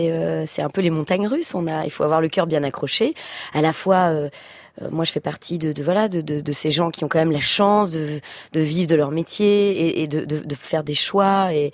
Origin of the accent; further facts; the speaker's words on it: Belgium; now in France; en tant que citoyenne de France, même si je suis belge, et maman